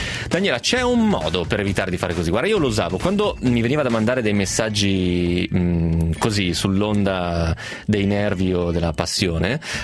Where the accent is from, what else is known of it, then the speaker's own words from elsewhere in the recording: Romentino, Piedmont, Italy; quello che aggiustava le biciclette a Romentino, al mio paese